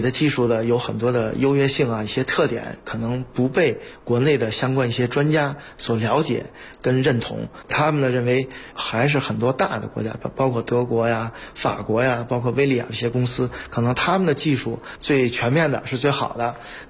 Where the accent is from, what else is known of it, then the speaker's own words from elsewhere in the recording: Beijing, China; moved away as an adult; now in Slovakia; 作为一个北京人